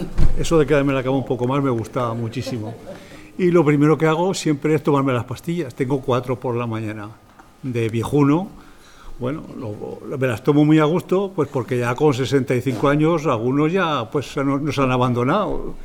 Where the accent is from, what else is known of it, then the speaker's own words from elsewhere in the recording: Zaragoza, Aragon, Spain; born there; yo nací en Torrero y fui al Colegio San Antonio no cuando estaba aquí, sino que estaba en la calle Alicante, por la calle Alicante, la calle Monterregado.